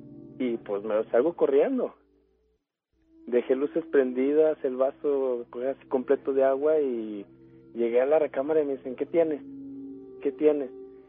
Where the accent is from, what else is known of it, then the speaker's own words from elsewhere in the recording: Saltillo, Coahuila, Mexico; now in Aguascalientes, Mexico; Para todo esto, pues yo no soy de aquí, yo soy de Saltillo.